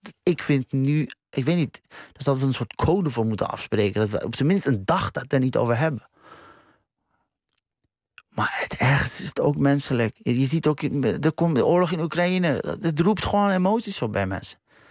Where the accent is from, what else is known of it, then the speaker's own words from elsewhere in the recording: Iran; Ik ben zelf Iraniër.